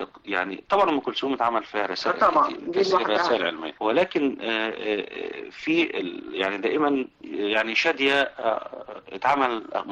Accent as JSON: {"language": "Arabic", "country": "Egypt", "said": "مثال للتاريخ المرأة المشرف بالنسبة لنا كمصريين وكعرب"}